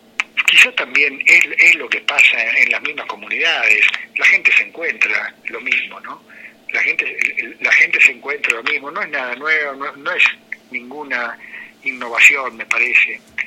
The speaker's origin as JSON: {"language": "Spanish", "country": "Argentina", "said": "sangre italiana, digamos, de la inmigración, este mestizaje que somos los argentinos, de sangre de la tierra a origen con sangre de las inmigraciones"}